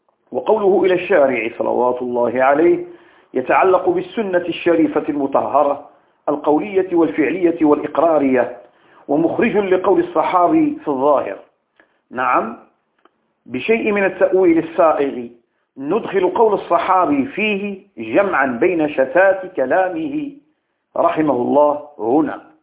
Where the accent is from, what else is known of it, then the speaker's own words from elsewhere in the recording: Morocco; عندنا بالمغرب الحبيب حفظه الله من كيد الكائدين ومكر الماكرين